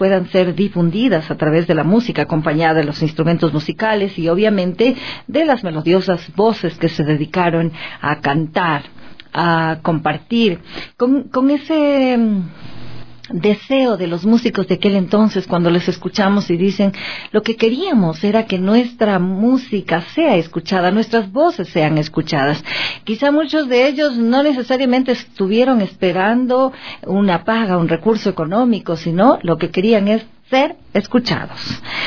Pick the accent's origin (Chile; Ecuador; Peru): Ecuador; Una remembranza de todo lo que somos los ecuatorianos y las ecuatorianas.